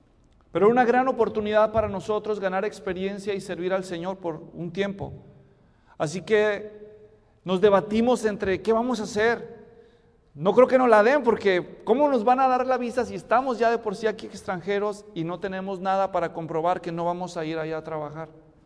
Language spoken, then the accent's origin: Spanish; Mexico; born there; also born or lived in Guatemala; teníamos pasaporte porque vivíamos en Guatemala y somos mexicanos de nacimiento.